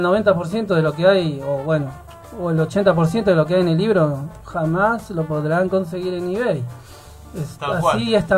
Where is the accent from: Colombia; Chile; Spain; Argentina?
Argentina; born there; nacimos en Argentina, nadie más que nosotros puede saber de artículos de Argentina